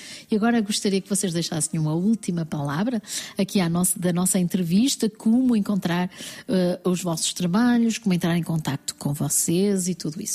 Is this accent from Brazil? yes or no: no; Portugal; also born or lived in France; Nascemos em França e fomos para Portugal da mesma forma que vocês as duas